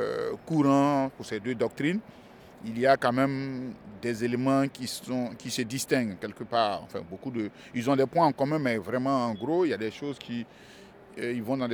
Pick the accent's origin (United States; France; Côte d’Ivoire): Côte d’Ivoire; first language Bété; dans ma langue maternelle qui est le bété, puisque je suis originaire d'un enclos colonial qu'on appelle la Côte d'Ivoire. Donc, dans cette Côte d'Ivoire, je fais partie d'un groupe, d'une communauté linguistique qu'on appelle le Krou, et dans le groupe Krou, donc je suis bété.